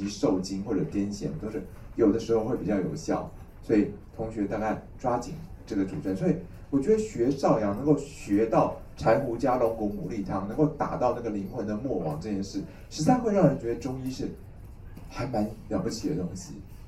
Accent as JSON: {"language": "Chinese", "country": "Taiwan", "said": "那我们台湾人就是胆子小"}